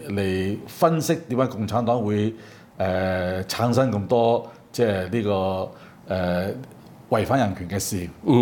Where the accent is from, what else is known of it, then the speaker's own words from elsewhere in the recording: Hong Kong; 所以你會完全覺得我哋香港人嘅抗爭咧係多餘餘嘅